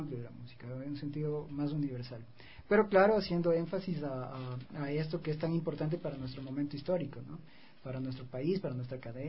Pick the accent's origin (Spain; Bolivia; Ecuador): Ecuador; nuestras tradiciones ancestrales como ecuatorianos